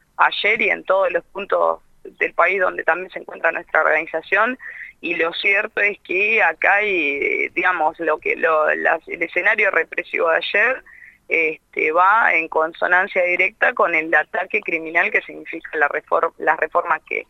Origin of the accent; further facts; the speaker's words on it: Florencio Varela, Buenos Aires Province, Argentina; Yo soy de Florencio Varela y también hubo una concentración muy importante acá